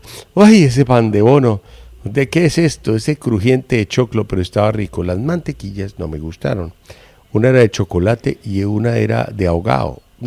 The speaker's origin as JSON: {"language": "Spanish", "country": "Colombia", "said": "Señorita, con el respeto que me mereces como colombiana, te recomiendo pues que no nos cuentes eso, o a mí por lo menos, porque estamos aquí tres colombianos."}